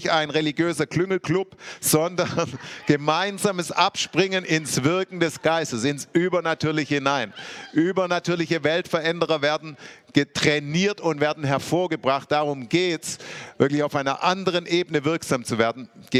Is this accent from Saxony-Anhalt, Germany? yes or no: no; Stuttgart, Baden-Württemberg, Germany; Ich bin ja in Stuttgart aufgewachsen